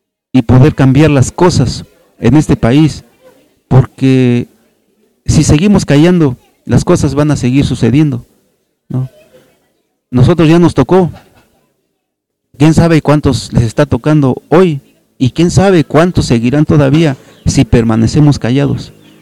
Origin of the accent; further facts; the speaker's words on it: Xochitlán de Flores Magón, Oaxaca, Mexico; a mi pueblo de los Xochitlán de Flores Magón